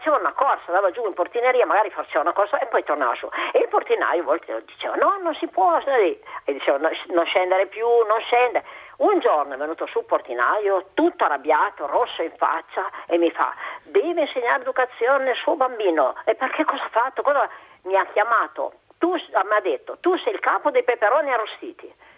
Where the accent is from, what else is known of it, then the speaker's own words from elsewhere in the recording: Piedmont, Italy; accent: Piedmontese; now in Monza, Italy; Io sono della Val Susa, di un piccolo paesino della Valle di Susa.